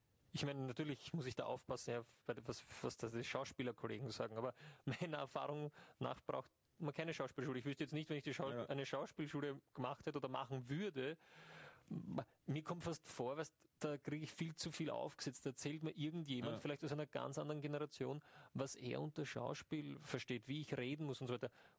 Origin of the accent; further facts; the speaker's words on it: Ireland; Aus Irland.